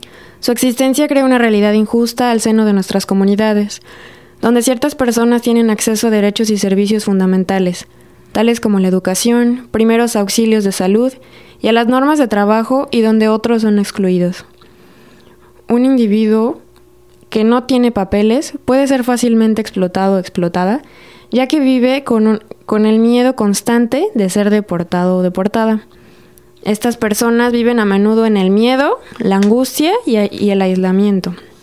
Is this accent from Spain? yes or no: no; Mexico; now in Canada; porque bueno, yo soy mexicana